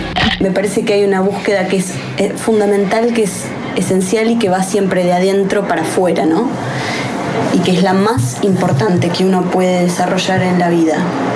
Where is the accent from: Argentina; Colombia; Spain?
Argentina; Buenos Aires; soy de acá, de Capital, y del barrio de Caballito